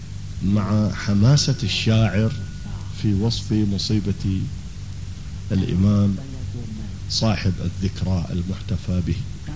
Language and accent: Arabic; Iraq; accent: Iraqi; اللي هي سكليتر بلهجتنا العراقية أو دعسة البنزين